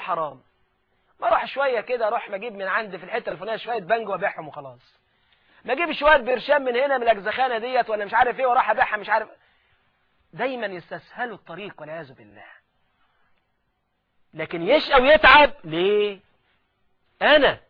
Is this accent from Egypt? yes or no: yes; Egypt; وده اللي غرس الانجليز عندنا في مصر قبل ما يمشوا